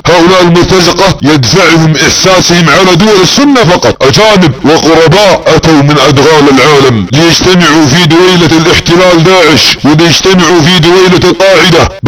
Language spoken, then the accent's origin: Arabic; Saudi Arabia; يا ابناء وطننا في السعودية ان بلادنا تتعرض لحرب فكرية